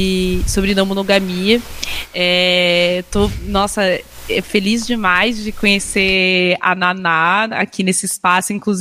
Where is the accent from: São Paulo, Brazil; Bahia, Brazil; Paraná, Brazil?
Paraná, Brazil; Londrina; E queria pedir pro povo que, assim, eu sou de Londrina, no Paraná.